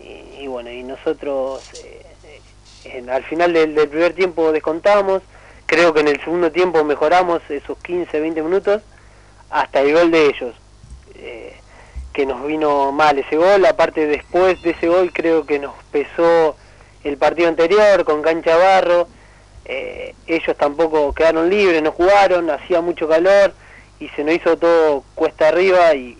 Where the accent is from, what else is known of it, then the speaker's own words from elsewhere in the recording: Gualeguaychú, Entre Ríos, Argentina; me fui a un Argentino B, ahí en Gualeguaychú, a mi pueblo